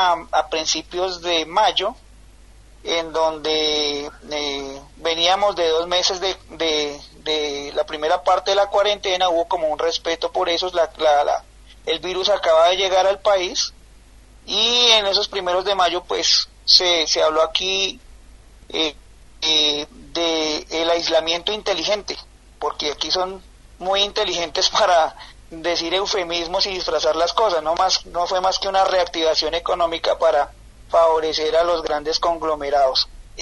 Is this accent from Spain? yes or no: no; Colombia; como colombianos, como individuos que pertenecemos a un sector, digamos, si se me permite la palabra, progresista aquí en Colombia